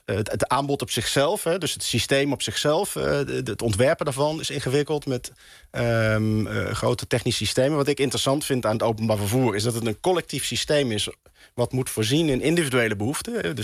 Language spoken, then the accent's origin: Dutch; North Brabant, Netherlands; Ik kom zelf uit Brabant, uit Oost-Brabant. Dat is ook niet heel goed bereikbaar.